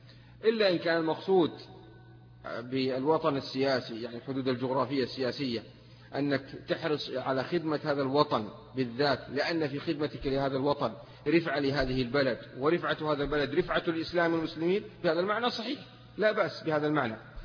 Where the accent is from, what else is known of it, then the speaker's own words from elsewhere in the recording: Mecca, Makkah Province, Saudi Arabia; also born or lived in Taif; يعني أنا ولد مثلا في الطائف وأنا نشأت في مكة، فهي أحب البلدان إلي لمجرد أني نشأت في هذين البلدين.